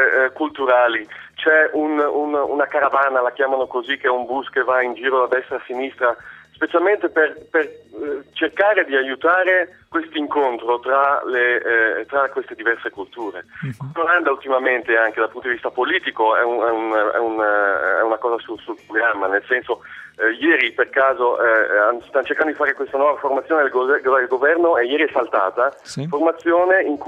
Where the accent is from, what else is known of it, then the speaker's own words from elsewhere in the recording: Desenzano del Garda, Lombardy, Italy; moved away as an adult; now in Amsterdam, Netherlands; Io sono cresciuto a Desenzano, sul Lago di Garda. Ho studiato in Italia, ho fatto 20 anni lì e poi sono partito. Ho fatto un giro del mondo e mi sono fermato qui a Amsterdam.